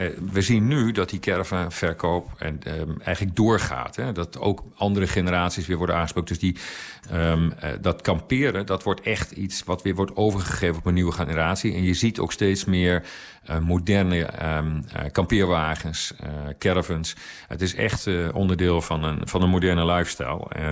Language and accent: Dutch; Overijssel, Netherlands; ik woon zelf dus op platteland, althans wat in Nederland platteland wordt genoemd. Ik kom uit Twente.